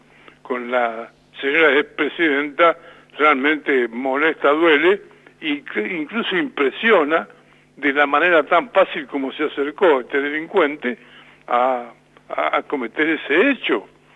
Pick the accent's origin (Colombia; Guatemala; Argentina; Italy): Argentina; La Pampa; Pero somos peronistas, somos pampeanos, somos argentinos, punto.